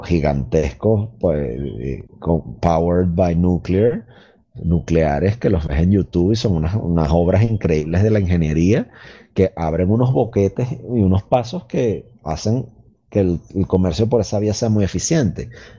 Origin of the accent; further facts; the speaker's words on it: Venezuela; solo en Venezuela, en mi país, China tiene alrededor de 70 mil millones de dólares